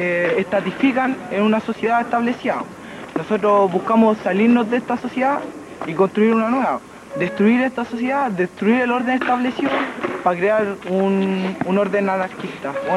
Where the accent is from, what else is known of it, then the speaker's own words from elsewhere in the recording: Conchalí, Santiago Metropolitan Region, Chile; Y soy de Conchalí.